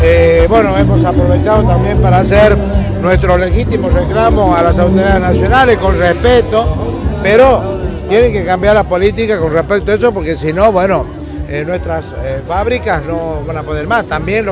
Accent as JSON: {"language": "Spanish", "region": "La Rioja", "country": "Argentina", "said": "Lo que no defendamos como riojanos, nadie de afuera nos va a venir a defender."}